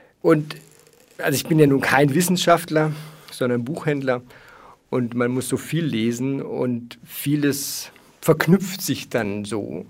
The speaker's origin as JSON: {"language": "German", "country": "Germany", "said": "Wir haben nämlich in der Schule, also ich komme aus Deutschland, da wird es die 9. oder 10. Klasse gewesen sein. Das ist bei euch, glaube ich, die 5. hier in Österreich."}